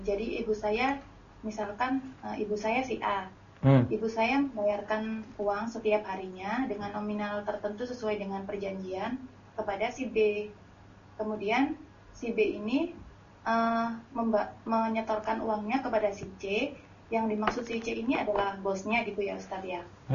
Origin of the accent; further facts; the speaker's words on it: East Java, Indonesia; Ustadz, saya dari Jawa Timur.